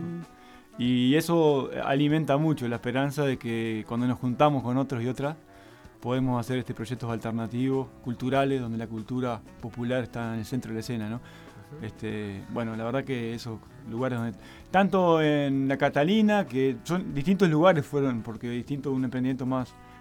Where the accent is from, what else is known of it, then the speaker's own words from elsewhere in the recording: Uruguay; vengo de Uruguay y no conocía Tras la Sierra